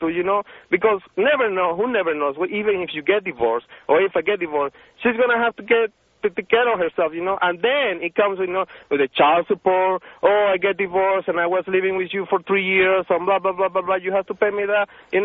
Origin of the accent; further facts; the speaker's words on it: Venezuela; English is a second language; now in United States; I'm a computer engineer, you know. And I'm from Venezuela